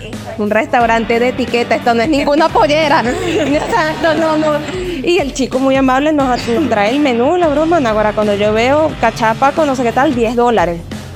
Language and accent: Spanish; Valencia, Carabobo, Venezuela; lo que pasa es que no somos aquí, mira, somos de Valencia, man.